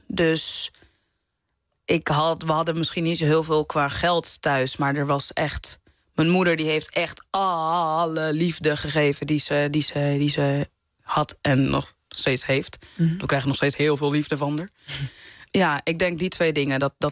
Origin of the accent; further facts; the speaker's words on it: Amsterdam, North Holland, Netherlands; omdat ik uit de Bijlmer kom, dat ik daardoor echt een hele grote berg aan rijkdom heb die heel veel andere mensen niet hebben